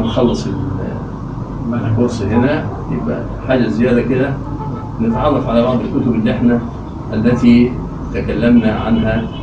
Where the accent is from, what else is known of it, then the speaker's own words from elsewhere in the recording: Egypt; أنا كمصري لا يستوقفنا أحد مصريين يقول ما معنى كلمة كذا؟